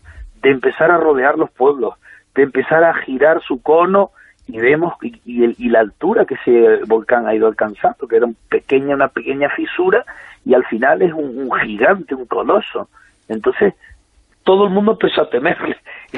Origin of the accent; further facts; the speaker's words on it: Canary Islands, Spain; Las lavas estarán por mi pueblo, estarán por la zona que ya ha pasado, y es una sensación bastante mala.